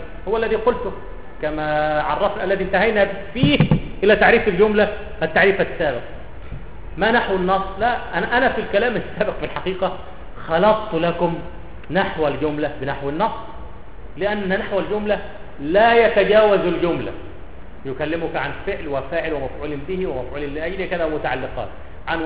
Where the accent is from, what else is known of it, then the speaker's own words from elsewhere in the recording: Cairo, Cairo Governorate, Egypt; لا القاهرة، أنا من أهل القاهرة وأتعصب لها، أتعصب للقاهرة.